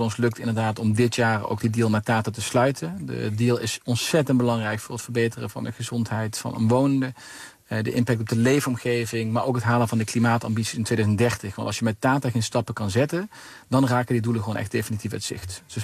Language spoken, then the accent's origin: Dutch; Limburg, Netherlands; En ik kom nu zelf uit Zuid-Limburg, waar ooit de mijnen zijn gesloten